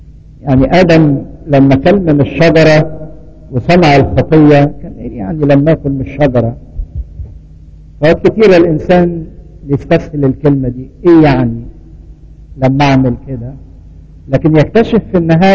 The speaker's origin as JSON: {"language": "Arabic", "country": "Egypt", "said": "واتكلمنا عننا كمصريين، احنا من نسل مصرايم ابن حام"}